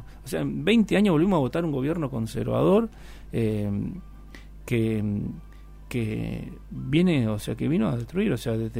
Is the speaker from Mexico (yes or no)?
no; Argentina; yo soy latinoamericano, soy argentino y, claro, y estoy orgulloso de serlo, de ser tercermundista